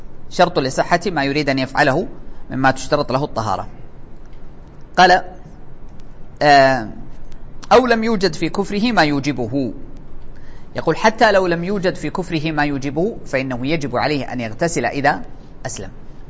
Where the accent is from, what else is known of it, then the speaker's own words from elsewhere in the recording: Saudi Arabia; لأنه عندنا في السعودية الواحد إذا مات ما يحيى مرة ثانية